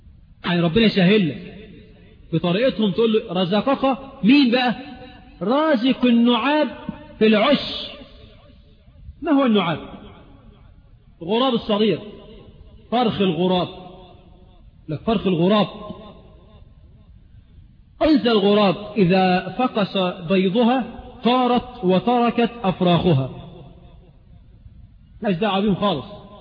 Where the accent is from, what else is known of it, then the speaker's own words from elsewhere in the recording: Egypt; وأن يجعل بلدنا مصر آمنة مطمئنة سخاء رخاء